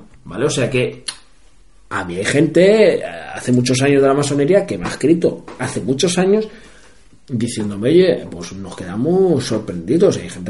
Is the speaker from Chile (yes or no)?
no; Spain; como español que soy